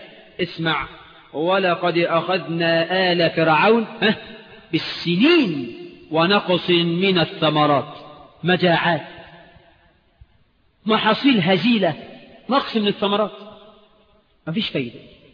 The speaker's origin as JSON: {"language": "Arabic", "country": "Egypt", "said": "اجعل بلدنا مصر آمنة مطمئنة يا رب."}